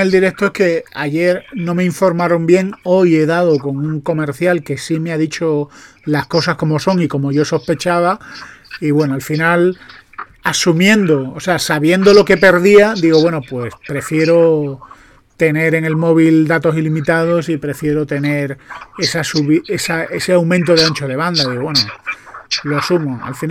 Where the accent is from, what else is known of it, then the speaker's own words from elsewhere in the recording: Andalusia, Spain; yo que soy andaluz y que soy desconfiado